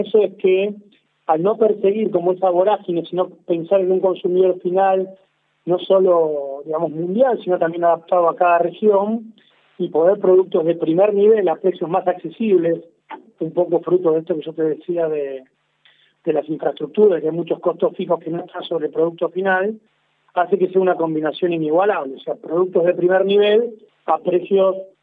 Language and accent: Spanish; Argentina; nosotros como argentinos que somos, sabemos que somos como un crisol de razas